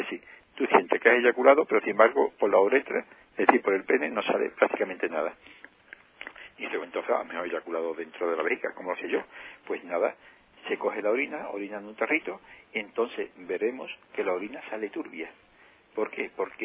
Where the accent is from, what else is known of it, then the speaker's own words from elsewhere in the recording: Andalusia, Spain; la parte que nos toca como ciudadano andaluz, y que tengan una grata estancia en nuestra tierra